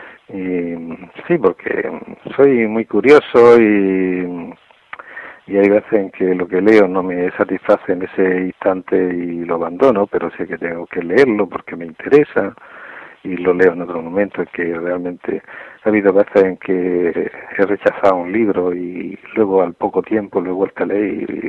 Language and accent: Spanish; Almería, Andalusia, Spain; born there; also born or lived in Granada; Porque yo, aunque soy nacido en Almería y vivo en Almería, sin embargo, gran parte de mi juventud y gran parte de mi madurez la he pasado en Granada.